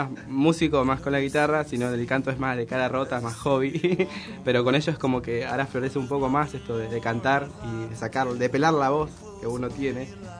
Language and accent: Spanish; Merlo, Buenos Aires Province, Argentina; No, de Merlo.